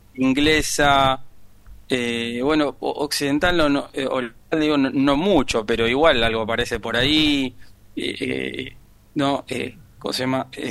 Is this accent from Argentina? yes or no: yes; Argentina; somos argentinos, pero por lo menos en Tucumán, que ahí llegaron mucho los árabes, hay mucha danza árabe